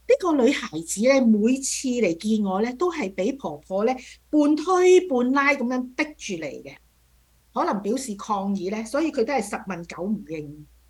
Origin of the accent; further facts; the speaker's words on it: China; 有些像我們中國人有一句說話，善有善報，惡有惡報，若然未報呢，是時辰未到。